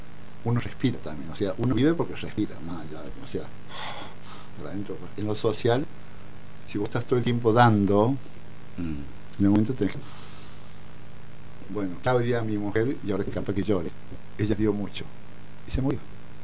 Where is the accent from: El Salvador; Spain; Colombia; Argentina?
Argentina; Bella Vista; Yo soy de Bella Vista.